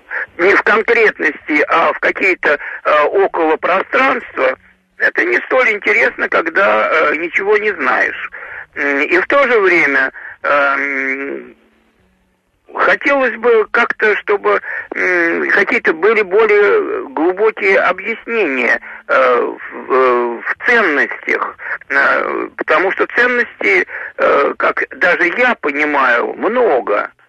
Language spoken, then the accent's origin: Russian; Moscow, Russia; я, значит, москвич, родился в конце 43-го в Москве